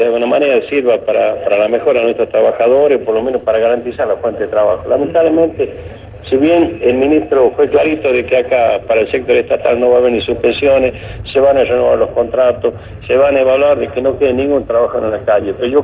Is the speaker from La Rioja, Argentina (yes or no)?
yes; La Rioja, Argentina; Yo creo que como riojano, si bien el otro año hay elecciones